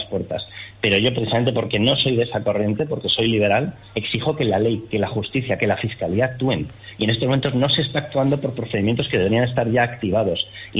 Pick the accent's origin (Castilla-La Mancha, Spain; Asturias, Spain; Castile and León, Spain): Asturias, Spain; born there; also born or lived in Basque Country / Navarre / La Rioja; now in Madrid, Spain; yo en mi caso nací en Asturias, luego pues acabé en el País Vasco, del País Vasco a Navarra, después de topar con ETA como tantísima gente, de allí pues vuelta a, bueno, con intervalo en La Rioja y de ahí vuelta a Madrid.